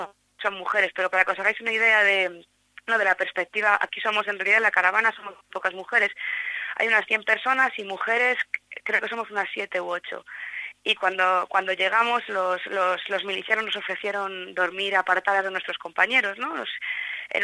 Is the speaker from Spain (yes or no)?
yes; Madrid, Community of Madrid, Spain; Yo soy de Madrid y demás